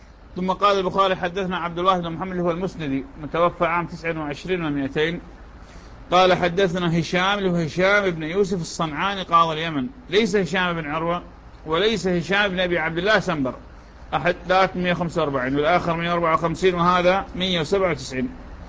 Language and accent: Arabic; Iraq; accent: Iraqi; يعني هذا المسعر شلون في لهجتنا العراقية